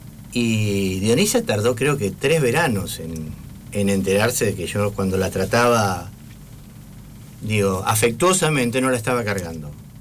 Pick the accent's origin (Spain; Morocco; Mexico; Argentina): Argentina; Jujuy; Jujuy no es una provincia fácil, Jujuy es una provincia... yo soy muy jujeño